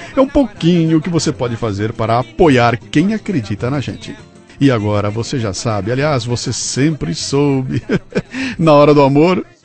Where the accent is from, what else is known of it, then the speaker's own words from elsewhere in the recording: Bauru, São Paulo, Brazil; accent: Bauru; Vocês estão ouvindo essa voz aqui ao lado com esse sotaque que se contrapõe ao meu sotaque bauruense.